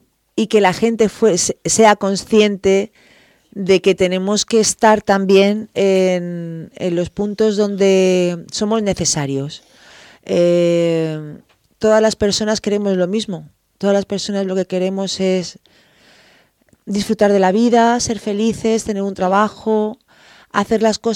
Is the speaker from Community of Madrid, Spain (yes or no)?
yes; Community of Madrid, Spain; además soy madrileña